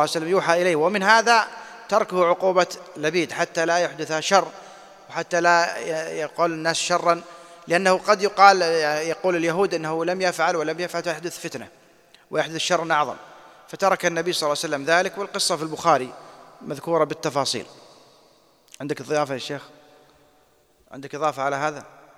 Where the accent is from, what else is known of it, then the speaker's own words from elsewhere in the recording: Saudi Arabia; أنا أشوف القضاة عندنا في السعودية